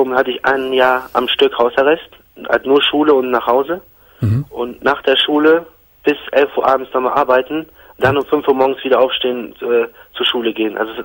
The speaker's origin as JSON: {"language": "German", "country": "Germany", "tie": "born there", "said": "Ich bin hier geboren in Deutschland"}